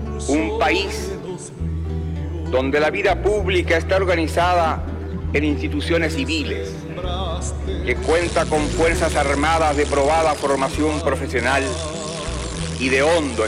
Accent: Chile; Vengo de Chile, un país pequeño, pero donde hoy cualquier ciudadano es libre de expresarse como mejor prefiera.

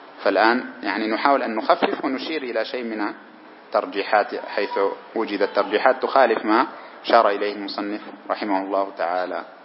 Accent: Sudan; زي الحلو مر عندنا في السودان

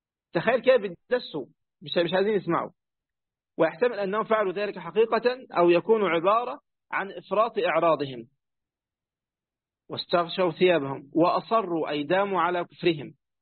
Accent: Egypt; بس للأسف هي مشهورة عندنا في مصر بكده

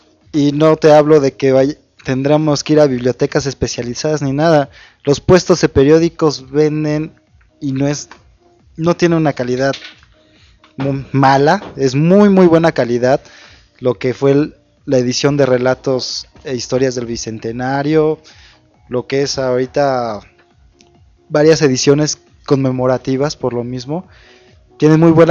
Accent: Mexico; Y todos somos mexicanos, al menos el 15 y 16, entre otras fechas

